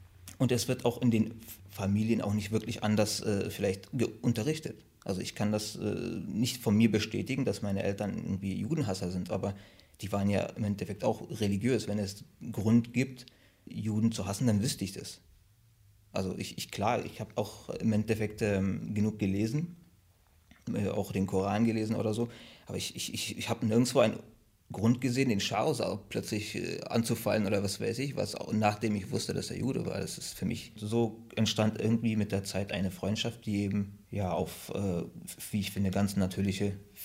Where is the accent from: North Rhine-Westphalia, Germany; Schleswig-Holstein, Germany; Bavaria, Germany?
Schleswig-Holstein, Germany; Kiel; born there; also born or lived in Turkey / Berlin; ich bin 36 mittlerweile. Ich bin in Kiel geboren, bin zwischenzeitlich in der Türkei zur Schule gegangen, 5 Jahre und dann im Anschluss 1986 nach Deutschland wieder zurückgekommen, aber dann direkt nach Berlin.